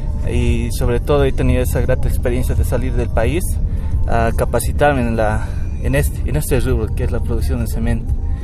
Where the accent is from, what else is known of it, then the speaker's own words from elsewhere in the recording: La Paz, Bolivia; Yo soy paceño, me he formado en la Escuela Militar de Ingeniería de La Paz, en la carrera de Ingeniería Industrial.